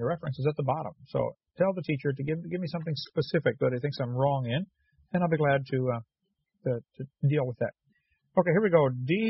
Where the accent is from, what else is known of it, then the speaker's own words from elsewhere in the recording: Illinois, United States; And yeah, I'm from Illinois. Love that fall in the Midwest.